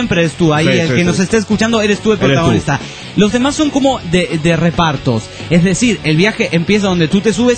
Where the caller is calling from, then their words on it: Coronel Suárez, Buenos Aires Province, Argentina; Soy de Coronel Suárez, provincia de Buenos Aires, Argentina.